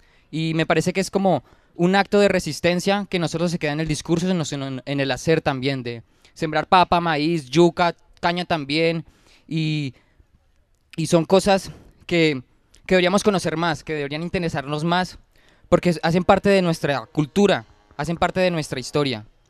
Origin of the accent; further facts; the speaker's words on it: Colombia; me hace pensar también en la discriminación que nosotros como colombianos también tenemos hacia nosotros mismos